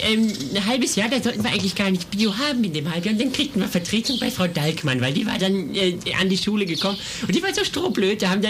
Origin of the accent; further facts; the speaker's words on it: Bielefeld, North Rhine-Westphalia, Germany; Ja, ich komme aus Bielefeld-Bragwede.